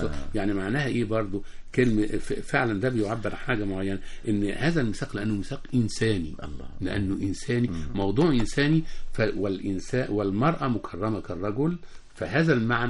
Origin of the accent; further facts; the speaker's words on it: Egypt; وعندنا في مصر هذا يحدث